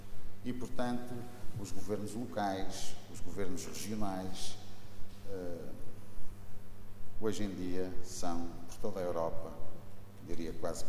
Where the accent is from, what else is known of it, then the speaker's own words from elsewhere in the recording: Matosinhos, Norte, Portugal; born there; eu digo em todo o mundo que sou do Porto, mas na realidade nasci em Matosinhos, trabalho no Porto, moro em Matosinhos